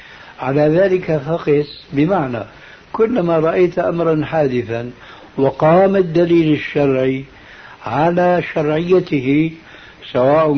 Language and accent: Arabic; Syria; يلا كما يقولون عندنا في سوريا